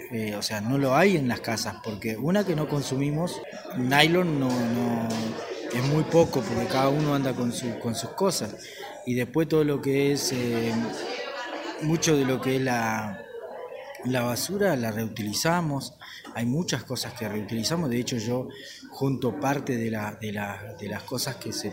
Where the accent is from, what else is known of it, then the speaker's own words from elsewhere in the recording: Nahuelpan, Chubut, Argentina; vengo de Nahuelpan, allá en cercanía de Esquela, unos 17 kilómetros más o menos está la comunidad.